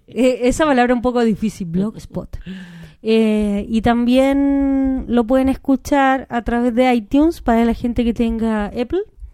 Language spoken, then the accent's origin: Spanish; Chile; also born or lived in Spain; Yo soy chilena, Andreas es alemán y Pablo es argentino. Vivimos en España y ahora Andreas y yo vivimos en Chile.